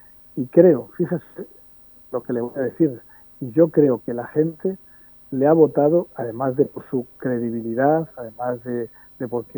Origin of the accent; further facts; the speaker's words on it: Escalona, Castilla-La Mancha, Spain; muy agradecido a los ciudadanos de mi pueblo, a la gente de Escalona